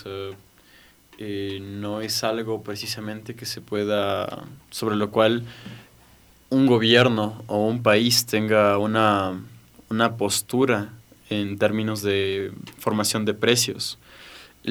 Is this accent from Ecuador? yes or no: yes; Ecuador; así somos los ecuatorianos